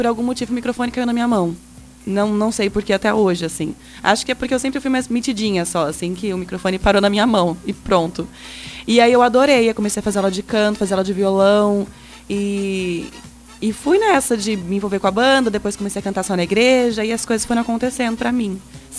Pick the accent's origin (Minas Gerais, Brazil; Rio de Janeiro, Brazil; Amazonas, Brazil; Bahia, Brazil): Minas Gerais, Brazil; Januária; born there; now in Foz do Iguaçu, Brazil; eu nasci em Januária, Minas Gerais, né? A minha família materna é toda de lá e foi lá que meus pais se conheceram.